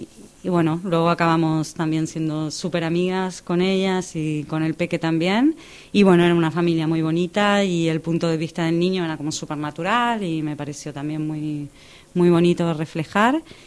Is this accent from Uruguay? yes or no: no; Argentina; now in Barcelona, Spain